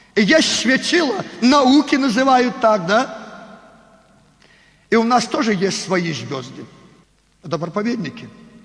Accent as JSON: {"language": "Russian", "country": "Belarus", "second_language": "Russian", "said": "Мы белорусы. На русском языке с акцентом говорим."}